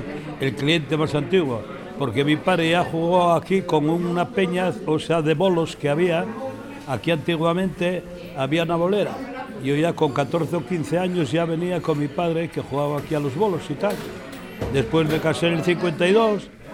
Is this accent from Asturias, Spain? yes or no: yes; Gijón, Asturias, Spain; yo soy de Gijón, pero me casé aquí al lado, pegado, donde está la inmobiliaria, pegado aquí a La Pipa.